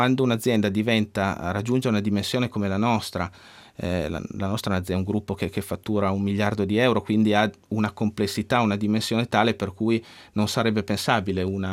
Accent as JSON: {"language": "Italian", "town": "Alba", "region": "Piedmont", "country": "Italy", "said": "Noi siamo di Alba, che alla fine è un piccolo paese."}